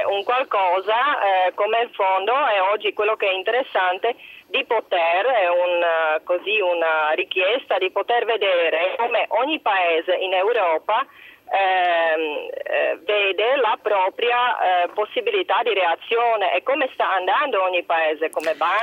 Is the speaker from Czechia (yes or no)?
yes; Prague, Czechia; Italian is a second language; now in Italy; Io sono da Praga.